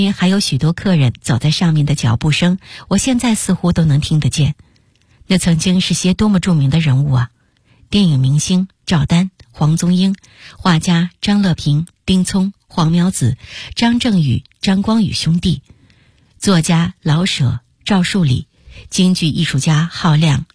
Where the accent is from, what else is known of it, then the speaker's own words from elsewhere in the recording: Beijing, China; 那里非常接近我小时候在马家庙胡同的家，我对那里再熟悉不过了。那个院子很大，是标准的北京四合院的结构